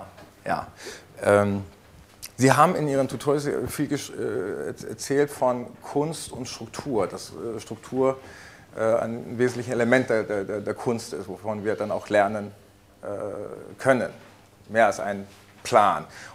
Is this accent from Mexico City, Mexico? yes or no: no; Ajijic, Jalisco, Mexico; German is a second language; Dieses Phänomen haben wir auch in Mexiko. Ich komme aus Ajijic, das ist ein kleines Dorf am Rande des Chapala-Sees.